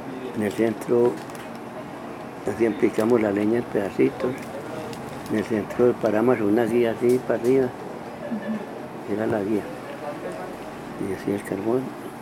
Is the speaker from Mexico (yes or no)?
no; Medellín, Antioquia, Colombia; Yo nací en Santa Elena, en el municipio de Medellín, en el año 1937. Soy criado aquí con mucho orgullo, mis padres fueron personas humildes